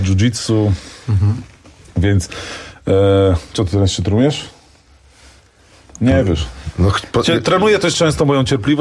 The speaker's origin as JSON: {"language": "Polish", "town": "Bieżuń", "region": "Masovian Voivodeship", "country": "Poland", "said": "Oczywiście ja jestem z małej miejscowości, z Bieżunia."}